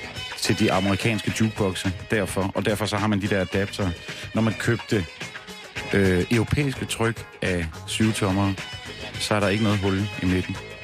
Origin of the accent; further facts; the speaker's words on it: Jutland, Denmark; now in Copenhagen, Denmark; nu har jeg boet i København i ret lang tid, og jeg kommer fra Jylland